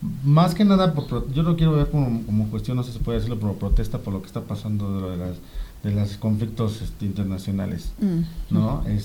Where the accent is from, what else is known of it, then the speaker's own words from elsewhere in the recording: Amecameca, State of Mexico, Mexico; Yo nací en el DF, pero sí la mayor parte de mi vida es de aquí en Amecameca.